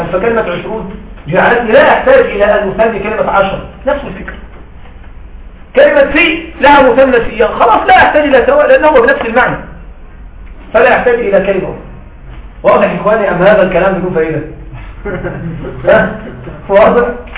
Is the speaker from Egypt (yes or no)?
yes; Egypt; لكن عندنا في مصر صراحة ما رأيت هذا.